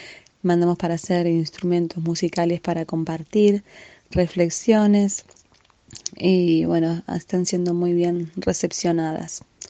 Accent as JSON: {"language": "Spanish", "town": "Casa Grande", "region": "Córdoba", "country": "Argentina", "said": "de Casa Grande, compañera de Radio Roja"}